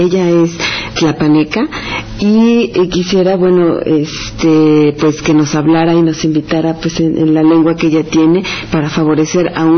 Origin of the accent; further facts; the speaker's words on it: Puebla, Mexico; Yo soy de la Ciudad Norte de Puebla.